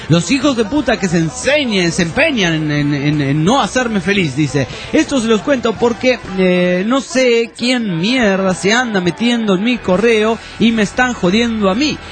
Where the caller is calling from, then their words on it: Hartford, Connecticut, United States; de Hartford, Conne